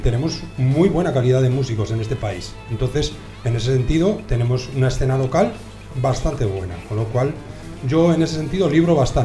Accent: Salamanca, Castile and León, Spain; also born or lived in Madrid; Yo soy de Salamanca y conozco un poco el ambiente que hay allí, viví mucho tiempo en Madrid

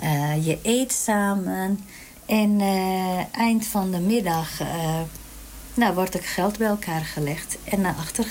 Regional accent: Turkey; now in Netherlands; oorspronkelijk ben ik Koerdisch. Ik kom uit Turkije, ik ben in Turkije geboren en woon al heel lang in Nederland.

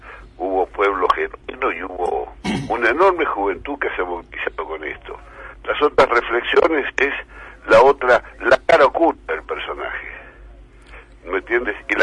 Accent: Argentina; buena parte del pueblo argentino, que es mi pueblo

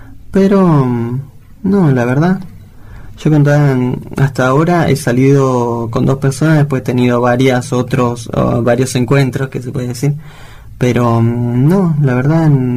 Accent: Bolivia; now in Argentina; yo soy boliviano y la verdad estoy orgulloso y también de acá en Argentina, de poder ahora adaptarme, lo que sí me costó mucho.

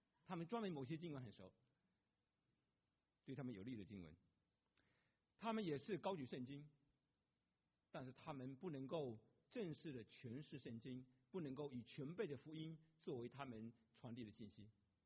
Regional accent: Jinjiang, Fujian, China; 多年前在我的家乡那里有卖的晋江假药，晋江是个福建一个地区

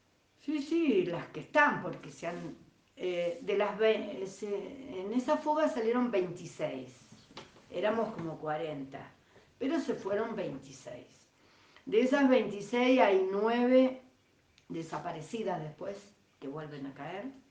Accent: Córdoba, Argentina; now in Buenos Aires, Argentina; yo salí de Córdoba a Buenos Aires, después de la fuga salí a Buenos Aires y viví en Buenos Aires 76-77

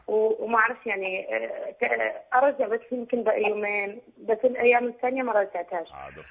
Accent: Morocco; now in United States; وأنا مغربية عايشة بأمريكا

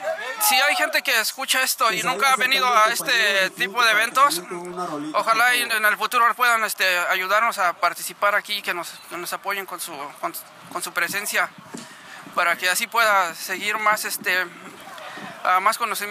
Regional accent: Mexico City, Mexico; De México, de la capital.

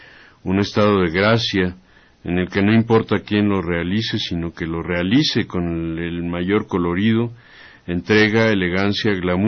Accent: Santa Úrsula, Mexico City, Mexico; mi pueblo, que se llama Santa Úrsula, pueblo de Santa Úrsula, ahí por el Estadio Azteca.

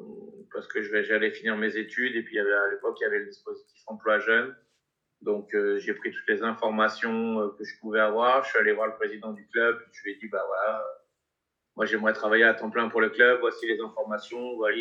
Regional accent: Auvergne-Rhône-Alpes, France; Ouais, région lyonnaise

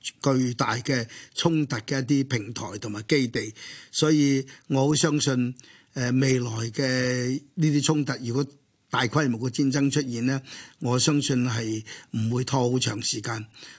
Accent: China; 因為我是中國人，因為我是深入我哋嘅國家歷史。

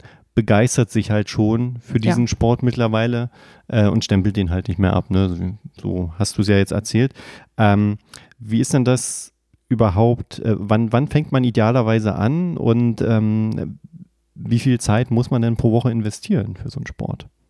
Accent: Berlin, Germany; weil wir kommen aus Berlin, wir können davon ein Lied singen, ne?

